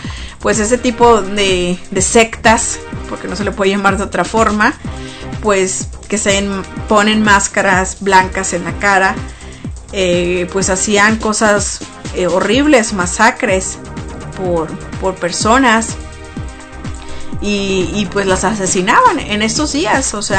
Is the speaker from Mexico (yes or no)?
yes; Mexico; Ya ven que todos los que somos mexicanos, el día 12 de noviembre, pues celebramos el Día de los Muertos